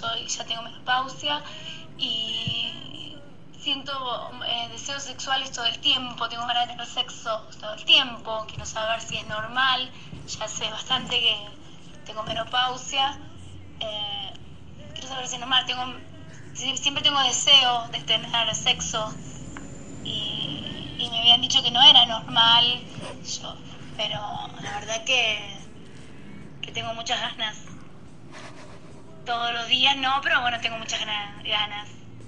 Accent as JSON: {"language": "Spanish", "region": "Buenos Aires", "country": "Argentina", "said": "soy de Parque Patricios"}